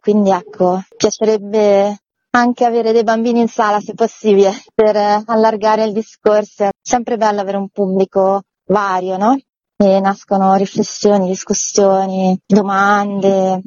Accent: Marche, Italy; c'è stato un bando nella regione Marche, io sono marchigiana, per raccontare con un film delle eccellenze del territorio.

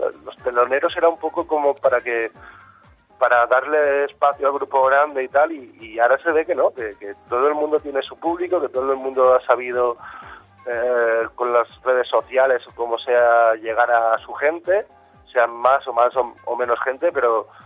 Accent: Valencia, Valencian Community, Spain; sí que en mi adolescencia, sobre todo en Valencia, está muy marcada por la música Bacalao.

